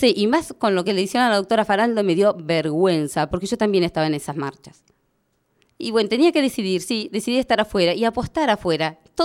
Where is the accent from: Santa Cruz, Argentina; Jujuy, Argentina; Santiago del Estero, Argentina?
Santa Cruz, Argentina; Jaramillo; now in Puerto Deseado, Argentina; Yo soy de acá de Deseado. Va, me crié en Jaramillo, vivo acá en Deseado